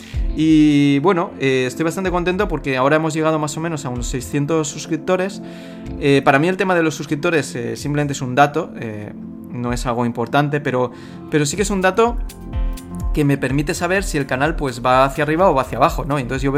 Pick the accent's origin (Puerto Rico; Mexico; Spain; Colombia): Spain; Valencia, Valencian Community; now in Busan, South Korea; vivo en una ciudad de Corea del Sur que se llama Busan, que está al sur del país. Llevo aquí viviendo 6 años, aunque realmente yo soy de Valencia